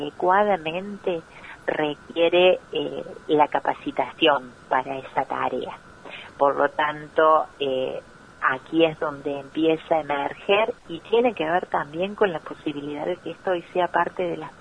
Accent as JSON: {"language": "Spanish", "town": "Villa María", "region": "Córdoba", "country": "Argentina", "tie": "born or raised there", "said": "yo soy oriunda de Villa María, provincia de Córdoba, ¿no?"}